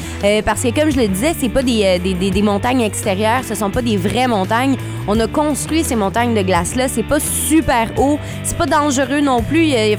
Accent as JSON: {"language": "French", "town": "Trois-Rivières", "region": "Quebec", "country": "Canada", "accent": "Trifluvian", "said": "De Trois-Rivières."}